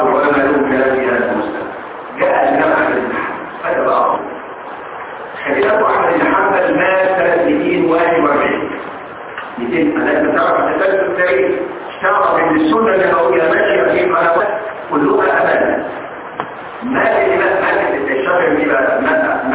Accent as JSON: {"language": "Arabic", "country": "Egypt", "said": "مذهب كبير فين في مصر لما وجد احاديث عندنا في مصر فغير رايه"}